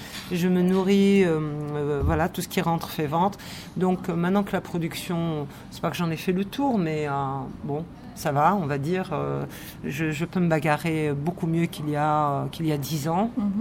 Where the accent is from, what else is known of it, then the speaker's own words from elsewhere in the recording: Algeria; je n'avais pas bénéficié de ce genre de film pour me construire en tant qu'Algérienne, vraiment.